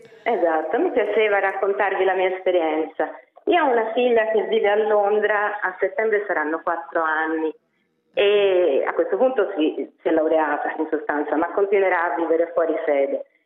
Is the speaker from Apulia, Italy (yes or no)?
no; Florence, Tuscany, Italy; Noi siamo toscani, siamo fiorentini.